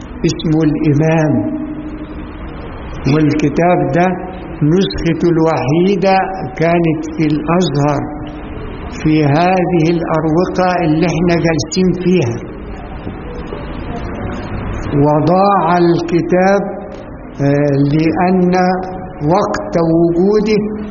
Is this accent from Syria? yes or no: no; Egypt; كلمة الدشت دي احنا كمصريين نعرفها ان هي يعني الورق المرمي مهمل